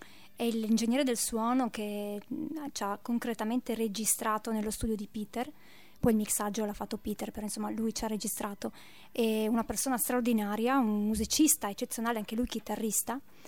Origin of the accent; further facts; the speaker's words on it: Friuli-Venezia Giulia, Italy; born there; io sono nata in Friuli